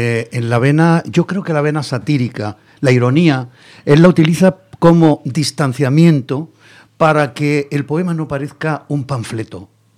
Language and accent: Spanish; Granada, Andalusia, Spain; moved away; yo soy de Granada, aunque llevo aquí ya 50 años, pero yo nací en Granada.